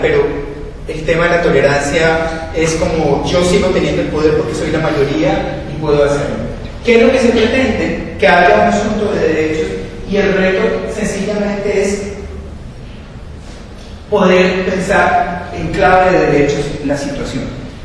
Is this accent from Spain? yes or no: no; Colombia; en el país mío, en Colombia, digo, en mi país